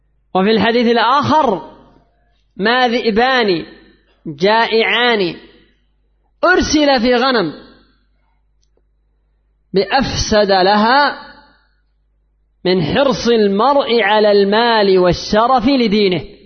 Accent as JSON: {"language": "Arabic", "country": "Yemen", "said": "عندنا في اليمن وفي ليبيا وفي مصر وفي كثير من البلدان"}